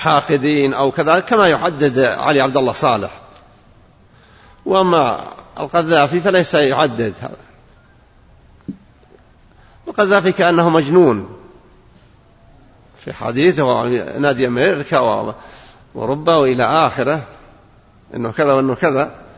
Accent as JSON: {"language": "Arabic", "country": "Saudi Arabia", "said": "أن يدفع عن بلادنا المملكة العربية السعودية كل شر وبلاء وفتنة"}